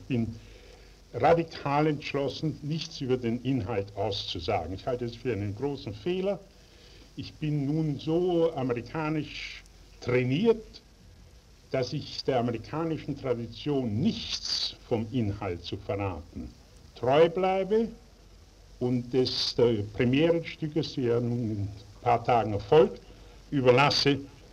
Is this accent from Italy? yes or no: no; Vienna, Austria; Also warum ich gerade Wien gewählt habe, ich glaube, Wien ist doch schließlich und endlich meine Heimat. Die Mundart ist mir die natürlichste.